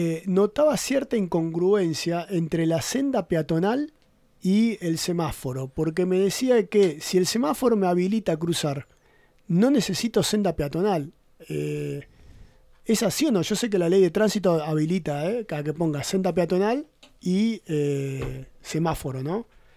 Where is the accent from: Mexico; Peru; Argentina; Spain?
Argentina; no estoy acostumbrado, ¿no? Como argentino, una línea punteada